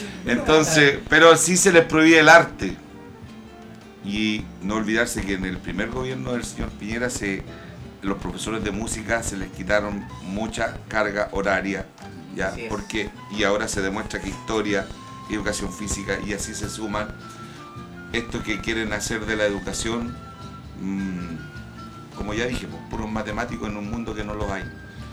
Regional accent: Chile; Los felicito, chiquillos, de verdad, como chileno más que nada, amante de la música chilena

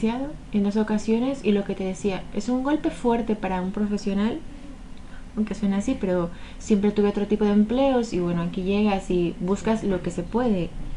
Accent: Toluca, State of Mexico, Mexico; moved away as an adult; now in Gijón, Spain; yo soy del centro de México, del Estado de México, que es como mi provincia, y mi municipio se llama Toluca.

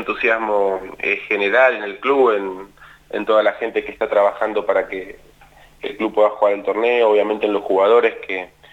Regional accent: Mar del Plata, Buenos Aires Province, Argentina; Yo en realidad nací en Buenos Aires, en Capital Aires. Federal, pero desde muy chiquitito me fui a vivir a Mar del Plata y soy, la realidad es que soy de Mar del Plata.

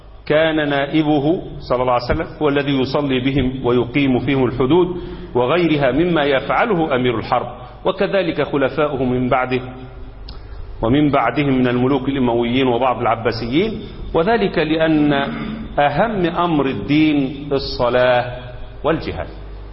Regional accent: Egypt

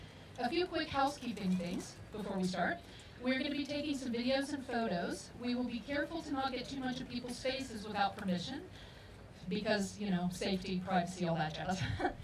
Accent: Middletown, Ohio, United States; now in The Hague, Netherlands; I'm originally from Cincinnati, Middletown to be exact.

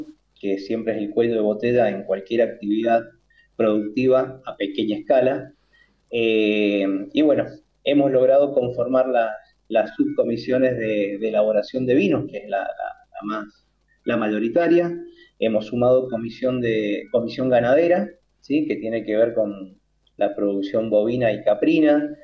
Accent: Mendoza, Argentina; porque somos del Valle de Uco

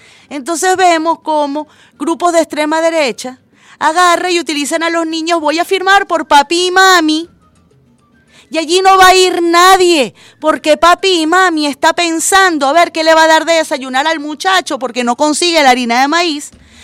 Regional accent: Venezuela; todos los venezolanos y las venezolanas

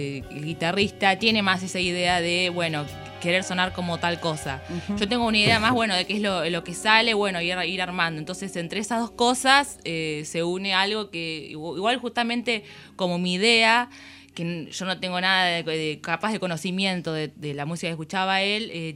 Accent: La Plata, Buenos Aires Province, Argentina; Sí, así es, somos acá de La Plata

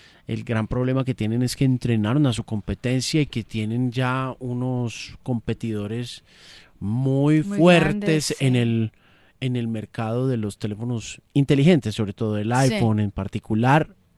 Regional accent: Colombia; Somos colombianos, orgullosamente colombianos.

